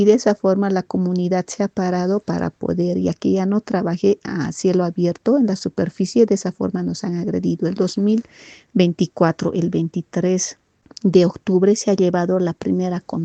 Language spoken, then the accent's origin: Spanish; Totoral Chico, Chuquisaca, Bolivia; Soy de la comunidad Totoral Chico. La comunidad Totoral Chico está ubicado en el distrito de Vizcaya, en el municipio de Pasña, provincia de Popó, departamento de Oruro, Oruro, Bolivia.